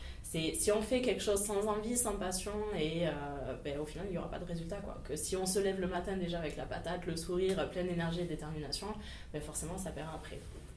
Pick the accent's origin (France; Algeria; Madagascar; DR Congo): France; Agen, Nouvelle-Aquitaine; also born or lived in Alsace; Aujourd'hui j'ai 23 ans … je suis née en Alsace, j'ai vécu 18 ans à Agen, je suis originaire d'une famille, tout ce qu'il y a plus de banal, toute ma famille est fonctionnaire chez du coup France Télécom, maintenant Orange, donc vraiment la classe moyenne